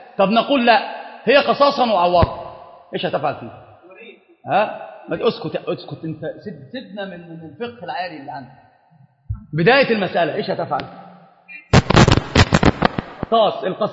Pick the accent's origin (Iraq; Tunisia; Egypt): Egypt; Upper Egypt; فأنا صعيدي، والله صعيدي، أنا صعيدي